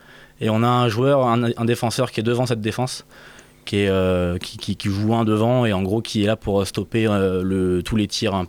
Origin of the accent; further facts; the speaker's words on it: Saint-Nazaire, Pays de la Loire, France; moi je viens juste en dessous de la Bretagne, de Saint-Nazaire, donc dans les Pays de la Loire.